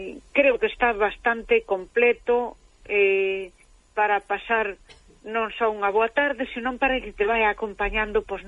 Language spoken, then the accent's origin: Galician; Galicia, Spain; Pois aí estamos, name como dous galegos, un galego e unha galega na mesma onda